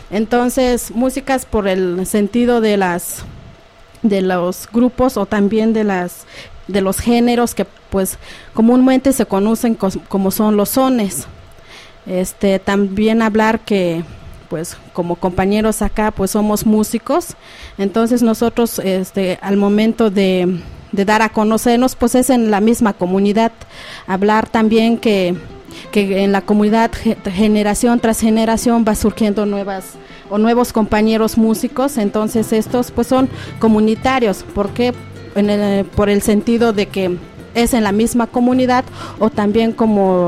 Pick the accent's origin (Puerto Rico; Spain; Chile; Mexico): Mexico; Santa María Tlahuitoltepec, Oaxaca; Nosotros venimos del estado de Oaxaca, en un municipio localizado llamado Santa María Tlahuitoltepec.